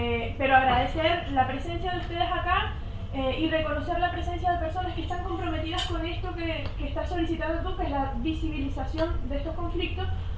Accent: Venezuela; now in Chile; esa era mi intención como inmigrante venezolana, comprender un poco las razones de la ola migratoria venezolana en Chile.

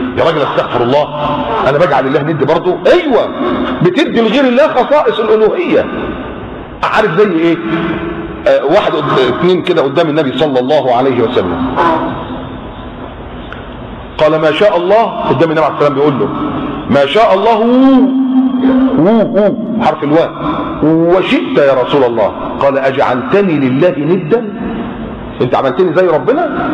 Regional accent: Egypt; عندنا في مصر كاتبين كده على الضريح بتاع الحسين

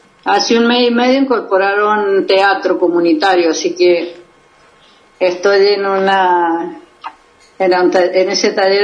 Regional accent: Mendoza, Argentina; yo soy de Mendoza y bueno, estoy acá con un día bastante frío y nublado

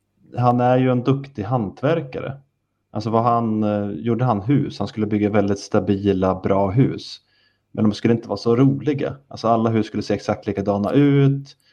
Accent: Sweden; vi är ju svenskar

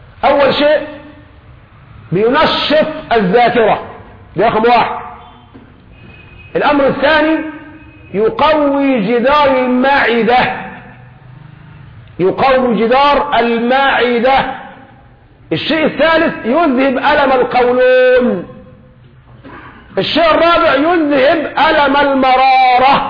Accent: Egypt; نحن كمصريين الخبز على كل مائدة، في الفطار، في الغداء، في العشاء خبز

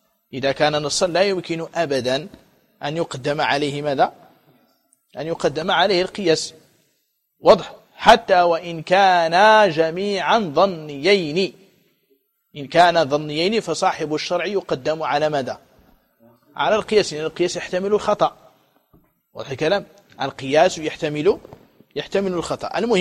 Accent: Morocco; ولكن في الأندلس وعندنا في المغرب يجفف ييبس ويدخر ويقتات

